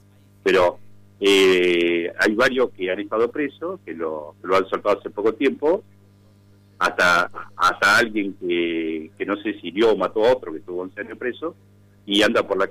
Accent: Tandil, Buenos Aires Province, Argentina; yo soy de Tandil, defiendo Tandil a muerte

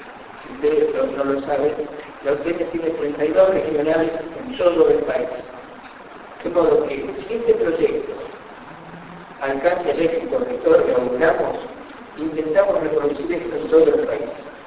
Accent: La Matanza, Buenos Aires Province, Argentina; Todos nosotros, los que somos de La Matanza y los que no, pero que están transitando por este municipio

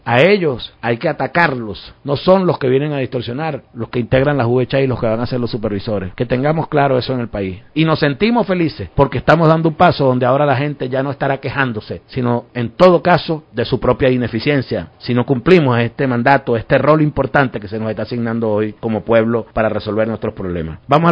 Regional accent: Venezuela; valor que admiramos como venezolanos también de toda la vida

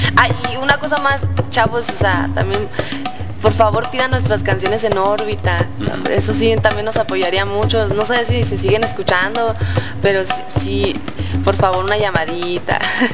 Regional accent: northern Mexico, Mexico; todos somos norteños

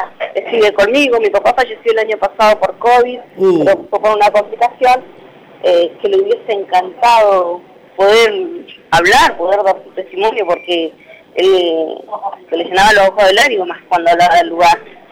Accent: Neuquén, Argentina; born there; Nací en Neuquén Capital, sí.

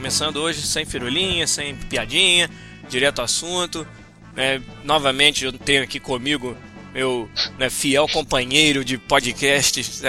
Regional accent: Rio de Janeiro, Brazil; now in Vancouver, Canada; Porque eu cheguei direto em São Paulo, né? Eu sou do Rio, então nem fui no Rio, não fui ver ninguém.

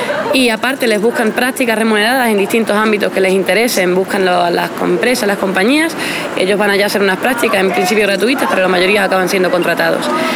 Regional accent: Extremadura, Spain; now in Czech Republic; Pues yo vengo de España

